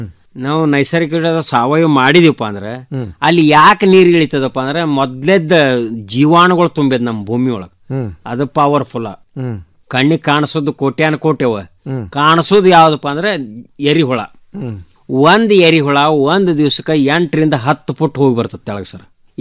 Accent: Kausalge, Karnataka, India; ನಮ್ಮ ಊರಂತೆ ಕೌಸಲ್ಗೆ ಅಂತ ಊರದ ಸರ್.

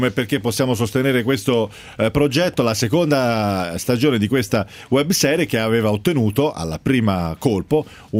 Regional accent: Tuscany, Italy; sono toscano anch'io tra l'altro.

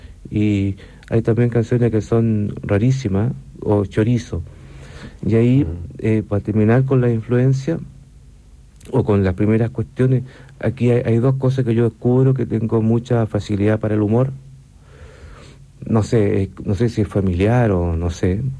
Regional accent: Valparaíso, Chile; Yo soy de Valparaíso.

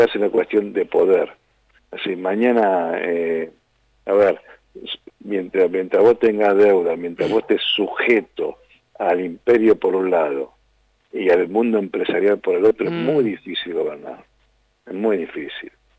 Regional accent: Haedo, Buenos Aires Province, Argentina; Yo soy de Aedo, de Racing. Y peronista

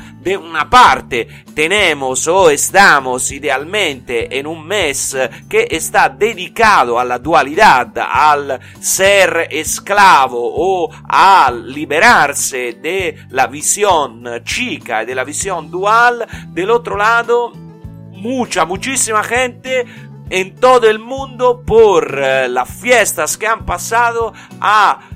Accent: Italy; Spanish is a second language; y soy italiano

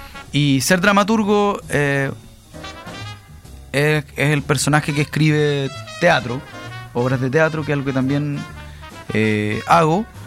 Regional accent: La Caro, Santiago Metropolitan, Chile; para mí es súper importante porque yo nací acá en La Caro.

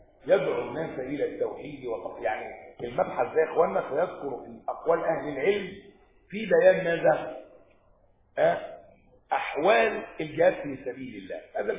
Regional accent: Upper Egypt, Egypt; أنا صعيدي ما تخافوش يعني

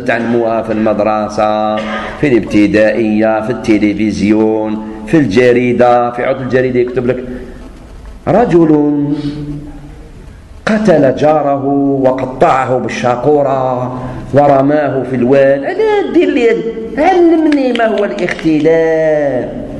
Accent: Algeria; شوف احنا عندنا في الجزائر وحدوا الراية

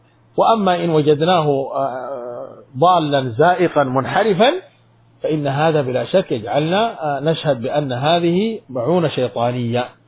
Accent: Sudan; عندنا في السودان

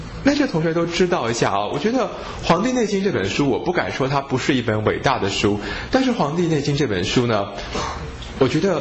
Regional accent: China; 因为我们中国人对于这个气血的看法啊

